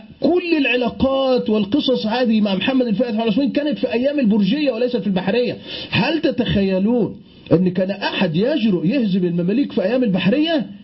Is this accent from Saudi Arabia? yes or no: no; Egypt; يعني عندنا في مصر يقولون على النيل بحر،